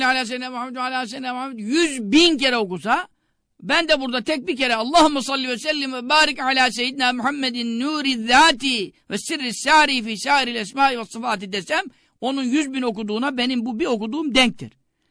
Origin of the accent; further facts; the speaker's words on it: Görele, Giresun, Turkey; Ama bak ben Karadenizliyim. Göreleliyim.